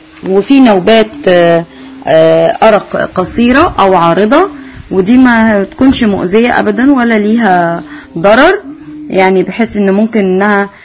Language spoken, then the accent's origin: Arabic; Egypt; وزهرة الآلام الحمراء نبات عندنا في مصر